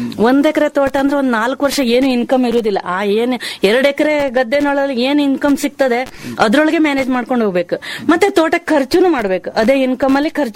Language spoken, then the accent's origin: Kannada; Shatoddi, Karnataka, India; ಶಾತೋಡ್ಡಿ ಅಂತ ನೀವು ಕೇಳಿರ್ಬೇಕು, ಇವಾಗಿನ ಜೋಗ್ ಫಾಲ್ಸ್ ಇದೆ ನೋಡ್ರಿ, ಅದ್ಲ ಹತ್ರದಲ್ಲೇ ಇತ್ತು ನಮ್ಮೂರು. ಅಲ್ಲಿದ್ದವ್ರು ನಾವು.